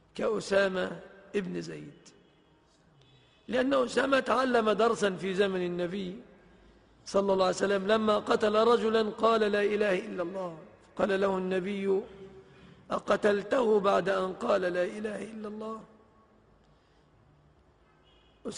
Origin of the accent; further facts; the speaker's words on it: Egypt; ففي بلادنا مصر